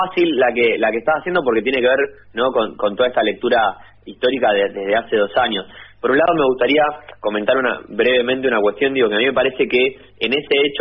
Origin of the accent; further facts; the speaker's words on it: Argentina; porque si no, somos la Argentina.